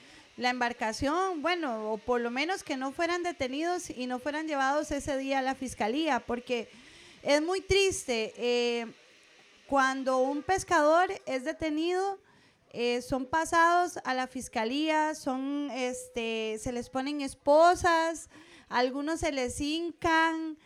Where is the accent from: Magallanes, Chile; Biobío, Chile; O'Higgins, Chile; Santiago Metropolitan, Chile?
Magallanes, Chile; Punta Arenas; soy de Punta Arenas, soy abogada